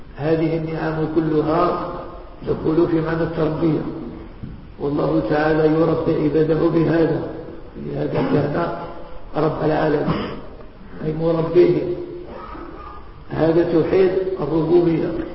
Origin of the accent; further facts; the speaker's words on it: Morocco; إحنا مغاربة